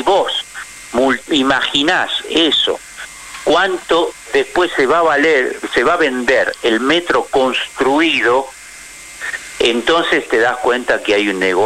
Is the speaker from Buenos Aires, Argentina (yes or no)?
yes; Buenos Aires, Argentina; Yo, porque como soy porteño de ley, nací acá, amo mi ciudad